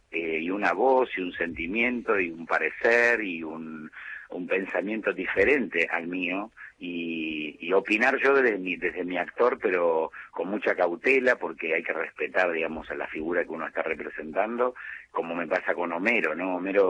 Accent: Argentina; Somos argentinos, somos totalmente diferentes y únicos.

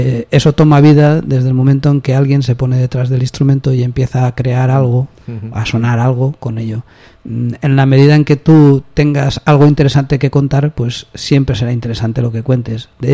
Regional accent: Valencia, Valencian Community, Spain; yo vengo de Valencia, las bandas se aprendía así

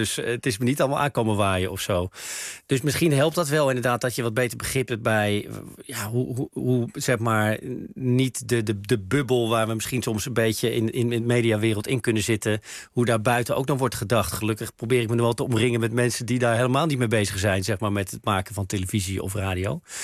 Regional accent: Bussum, North Holland, Netherlands; Ik kom uit Bussum toevallig, maar wel aan de verkeerde kant van het spoor, zoals we in Bussum altijd zeiden. Dus ik kom inderdaad uit een doodgewone familie.

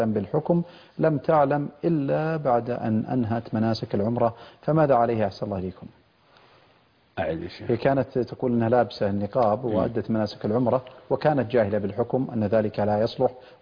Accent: Saudi Arabia; نسأل الله عز وجل أن يحفظ بلادنا المملكة العربية السعودية

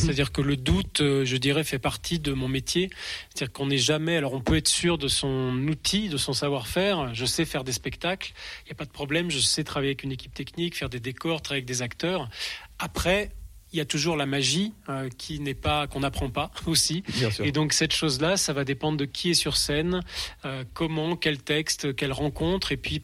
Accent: Nouvelle-Aquitaine, France; c'était à Limoges, moi j'ai grandi en Limousin

